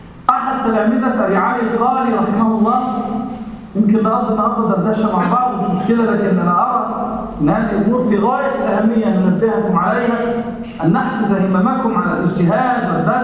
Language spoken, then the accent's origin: Arabic; Egypt; يعني بنسميه عندنا في مصر أدنى